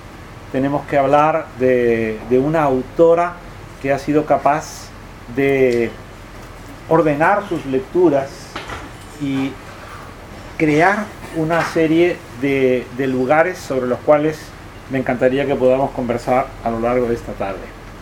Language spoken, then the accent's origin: Spanish; Arequipa, Peru; en Arequipa, en mi país